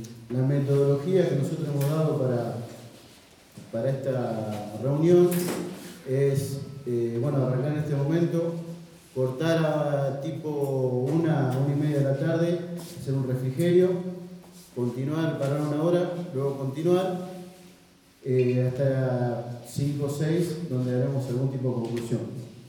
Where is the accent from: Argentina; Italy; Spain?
Argentina; Villa Constitución, Santa Fe; soy acá de Hacienda, Villa Constitución.